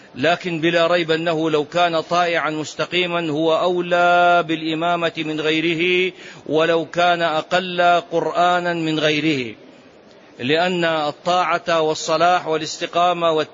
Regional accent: Saudi Arabia; مهو الإسلام هنا عندنا في السعودية،

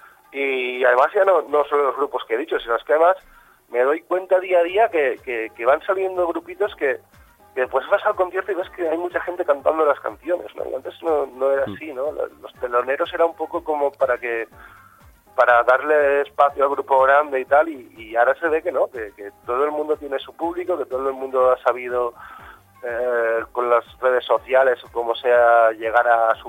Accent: Valencia, Valencian Community, Spain; mi adolescencia, sobre todo en Valencia, está muy marcada por la música Bacalao.

